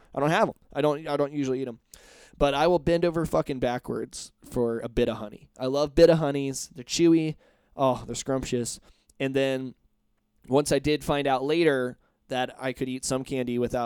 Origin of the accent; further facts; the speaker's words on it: Indiana, United States; growing up in Indiana, I was one of those kids that liked to try and scare other kids.